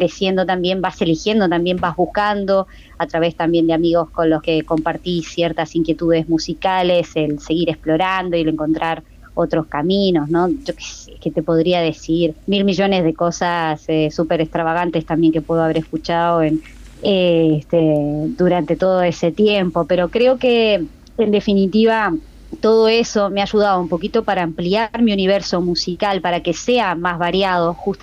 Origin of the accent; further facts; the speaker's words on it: Montevideo, Uruguay; soy de Montevideo. Yo nací en Montevideo y viví toda mi vida en Montevideo. Fui, sí, cambiando un poquito de barrio de repente al principio con mi familia. Estuve la mayoría de los años, viví en Buceo y después la última parte de mi vida, no, perdón, la primera en Cordón